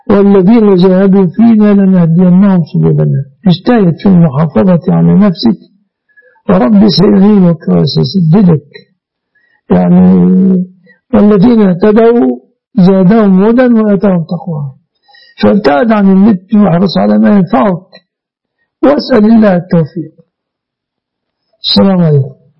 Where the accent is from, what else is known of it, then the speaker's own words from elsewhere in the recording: Egypt; يعني مثلا عندنا في مصر